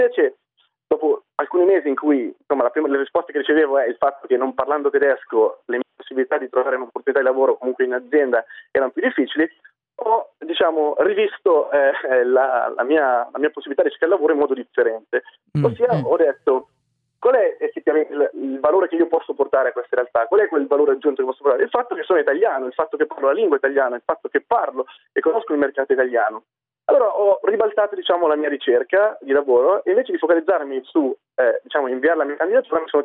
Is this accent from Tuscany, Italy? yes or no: no; Lombardy, Italy; sono italiano, sono cresciuto in Italia, nella zona di Milano, mi sono laureato in economia a Milano.